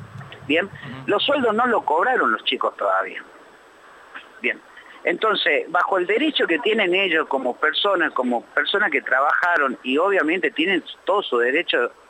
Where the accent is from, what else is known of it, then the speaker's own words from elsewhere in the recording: Catamarca, Argentina; born there; now in Buenos Aires Province, Argentina; No, yo nací en la provincia de Catamarca y vivo actualmente en la provincia de Buenos Aires.